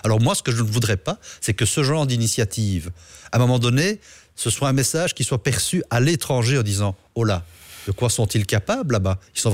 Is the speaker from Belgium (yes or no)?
yes; Charleroi, Wallonia, Belgium; moi, je suis originaire de la région de Charleroi